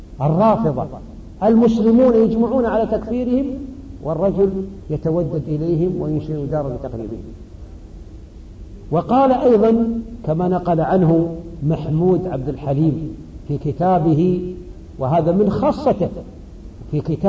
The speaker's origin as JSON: {"language": "Arabic", "country": "Saudi Arabia", "said": "فالمعروف أن بلدي السعودية وأظنكم كذلك إن شاء الله"}